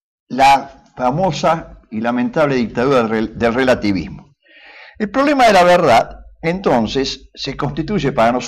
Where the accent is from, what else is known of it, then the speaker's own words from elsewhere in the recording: Argentina; como argentinos, nos preocupa, sin duda alguna, que existe una crisis en el mundo occidental